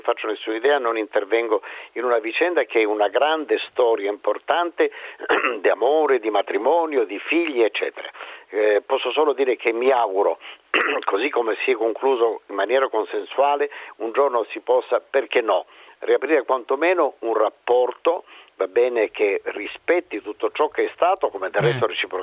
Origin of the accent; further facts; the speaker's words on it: Sicily, Italy; io sono siciliano, quando si porta in processione un santo si chiama la Varetta